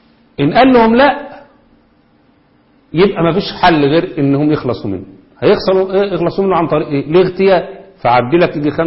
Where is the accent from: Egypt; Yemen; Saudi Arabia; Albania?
Egypt; وده اللي بيحصل عندنا في مصر بالضبط دلوقتي.